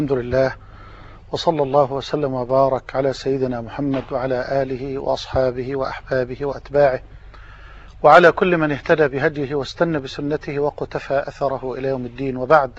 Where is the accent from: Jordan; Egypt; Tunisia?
Egypt; وان تجعل بلدنا مصر واحة للامن والامان